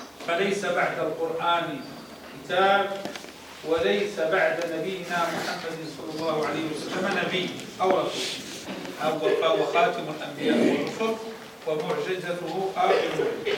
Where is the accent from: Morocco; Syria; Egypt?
Morocco; كل وثيبة هو عربي عندنا في المغرب ديالنا،